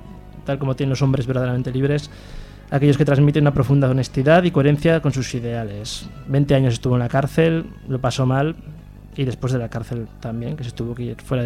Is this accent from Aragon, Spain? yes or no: yes; Aragon, Spain; este señor es del lado de mi pueblo. Es de Maella. Es un pequeño pueblo debajo de Caspe, debajo de... bueno, el Bajo Aragón